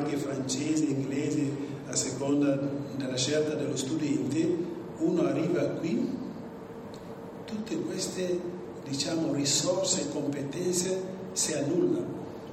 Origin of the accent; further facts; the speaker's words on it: Guinea-Bissau; now in Italy; vengo dalla Guinea-Bissau, un piccolo paese nel nord occidentale dell'Africa, però sono in Italia da 30 anni, quindi ho fatto tutti i miei studi qui e quindi adesso negli ultimi 13 anni sono qui in provincia.